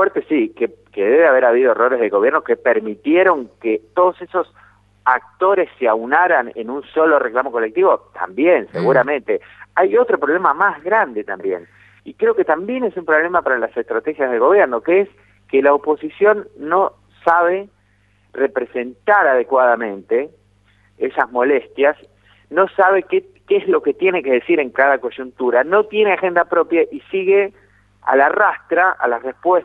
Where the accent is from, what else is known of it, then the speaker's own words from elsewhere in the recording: Venezuela; porque yo me crié en Venezuela, conozco bien el país, sé de dónde viene, sé lo que era antes también.